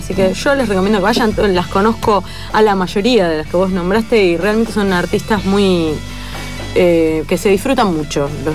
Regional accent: Haedo, Buenos Aires Province, Argentina; yo soy de Aedo, iba a Pinar de Rocha.

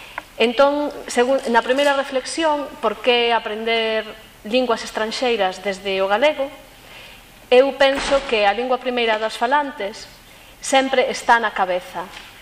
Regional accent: Galicia, Spain; a miña lingua primeira non é o alemán, senón que a miña lingua primeira é o galego e máis o castelán.

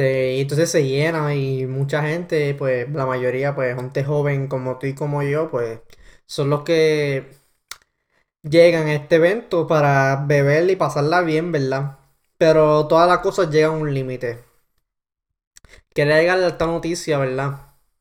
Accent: Ponce, Puerto Rico; Entonces hace todos los años en la ciudad de Ponce, mi ciudad natal de Ponce, ¿verdad?

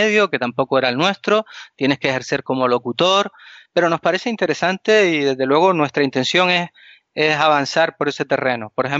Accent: Canary Islands, Spain; Canarias no está en ese recuadrito que ponen cuando dan el tiempo en televisión, sino que nosotros somos unas islas africanas.

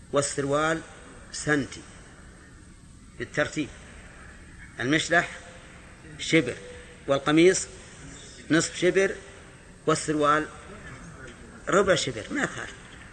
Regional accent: Najd, Saudi Arabia; لو أننا مثلا أردنا أن نلبس لباس الهنود مثلا ونحن من أهل نجد

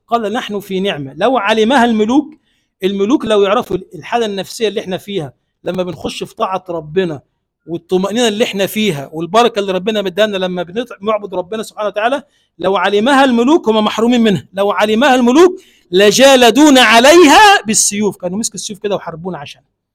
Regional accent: Egypt; اللهم اجعل بلدنا مصر بلدا آمنا مطمئنا

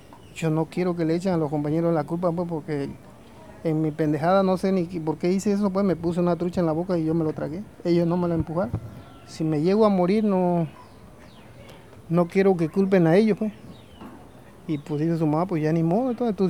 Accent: Paso Novillo, Oaxaca, Mexico; born there; yo nací en Paso Novillo, San Lucas Ojitlán, Oaxaca. Y pues ahora radico aquí en la sección primera de San Lucas Ojitlán. … Tengo 46 años de edad.

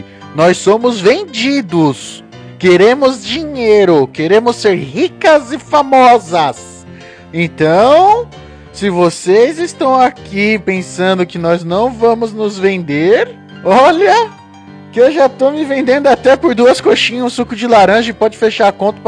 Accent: São Paulo, Brazil; eu que sou de São Paulo

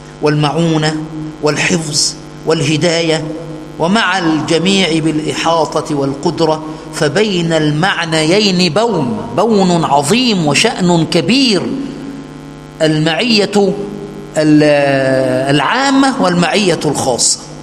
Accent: Egypt; عندنا في مصر يقول دول عالم مصلحجية

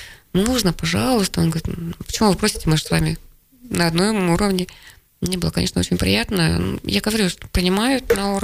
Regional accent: Kansk, Krasnoyarsk Krai, Russia; also born or lived in Plauen, Germany; Нет, я родилась за границей в Германии, в очень красивом городе, Плауне. У меня отец был военный. Но в 5 лет меня отправили к бабушке с дедушкой в Канск, потому что я совершенно не говорила по-русски

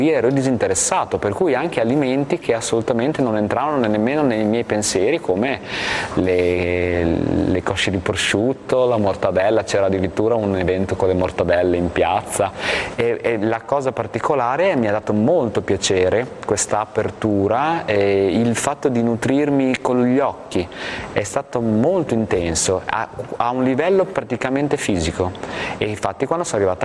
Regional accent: Bologna, Emilia-Romagna, Italy; io vengo da Bologna, una città molto ricca dal punto di vista del cibo, molto grassa, anche di profumi e odori

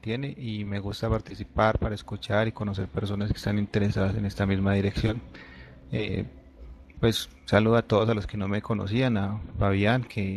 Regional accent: Medellín, Antioquia, Colombia

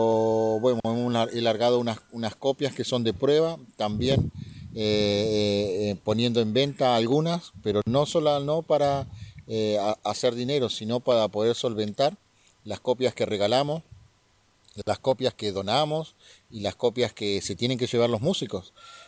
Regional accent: General Roca, Río Negro, Argentina; en este momento me encuentro en Lautaro, soy de Fishkemenuco, también mal llamado General Roca.

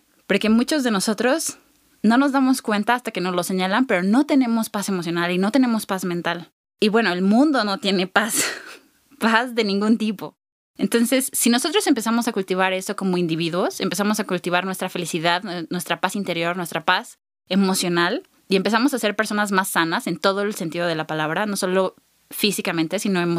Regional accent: Mexico; nosotros como mexicanos sabemos lo que no es tener paz

